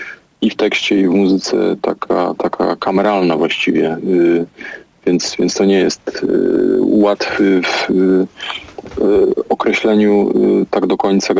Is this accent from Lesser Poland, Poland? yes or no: no; Silesian Voivodeship, Poland; trudno mnie tak do końca Ślązakiem określić. Natomiast urodziłem się na Śląsku i wychowałem, co na pewno ma jakieś znaczenie w tym, kim jestem, jak widzę świat i też to miejsce.